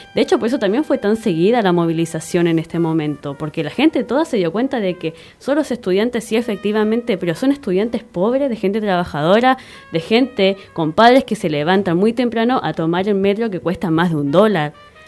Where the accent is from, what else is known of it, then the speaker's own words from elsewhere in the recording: Chile; moved away; me interpele a mí como chilena en el extranjero